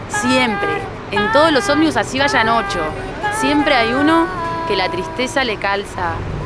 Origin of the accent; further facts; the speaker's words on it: Montevideo, Uruguay; Soy de Montevideo y estoy acá cantando, soy enfermera.